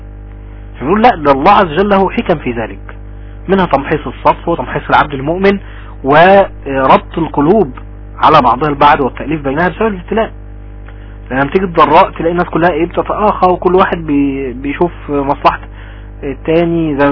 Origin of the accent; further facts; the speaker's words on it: Egypt; يعني ابسط مثال عندنا في مصر مثلا